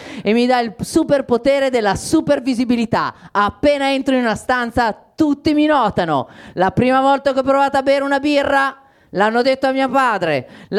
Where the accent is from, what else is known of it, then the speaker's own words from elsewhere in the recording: Faenza, Emilia-Romagna, Italy; born there; Anche perché io non sono nato a Milano, sono nato a Faenza.